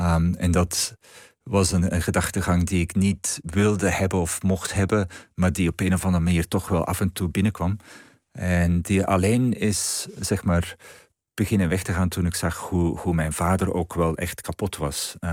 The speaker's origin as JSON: {"language": "Dutch", "region": "Flanders", "country": "Belgium", "accent": "Antwerp dialect", "said": "ik ga dat deels in het Antwerps doen. En toen ik dat dan gedeeltelijk in mijn dialect schreef, dan stroomde het er allemaal uit."}